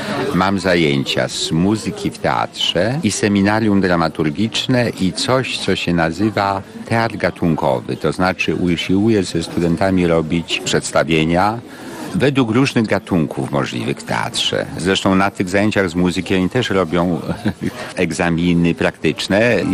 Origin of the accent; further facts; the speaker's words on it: Kraków, Lesser Poland, Poland; widać, że jestem z Krakowa